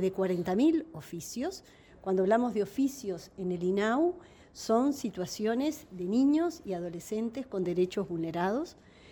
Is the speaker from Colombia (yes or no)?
no; Uruguay; seguimos como uruguayos siendo interpelados